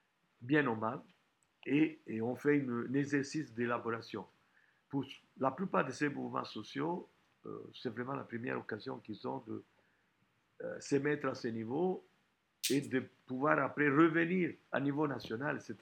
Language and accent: French; Italy; French is a second language; en tant qu'Italien